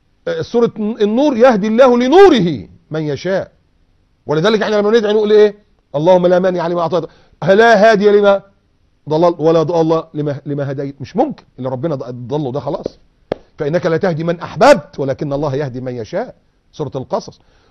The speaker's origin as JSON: {"language": "Arabic", "country": "Egypt", "said": "بيفكرنا ايام الزلزال اللي حصل عندنا في مصر"}